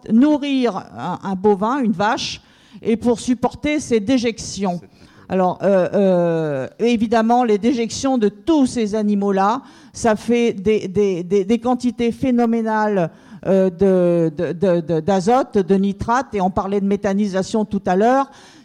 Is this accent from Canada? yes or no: no; Brittany, France; puisque nous venons des Côtes d'Armor